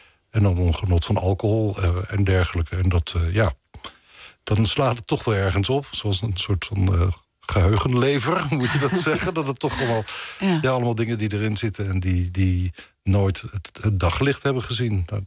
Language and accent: Dutch; Leiden, South Holland, Netherlands; born there; Ik ben helemaal niet geboren in Rotterdam, maar geboren in Leiden.